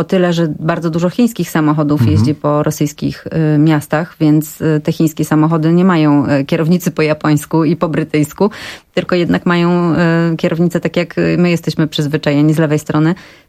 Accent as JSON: {"language": "Polish", "town": "Elbląg", "region": "Warmian-Masurian Voivodeship", "country": "Poland", "tie": "born there", "said": "Rodzina mojej mamy mieszka w Elblągu i ja się urodziłam w Elblągu i pierwsze 2 lata życia spędziłam w Elblągu."}